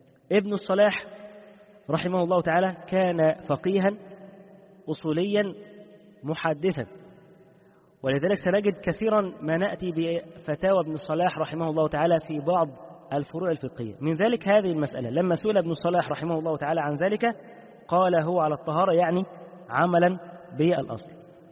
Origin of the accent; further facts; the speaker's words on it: Egypt; عندنا في مصر بالايه، بيقول لك بيقشط